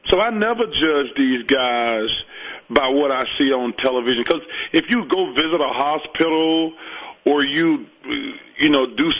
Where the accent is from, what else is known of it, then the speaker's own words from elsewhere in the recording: Alabama, United States; Listen, I'm from Alabama. We're the fattest state.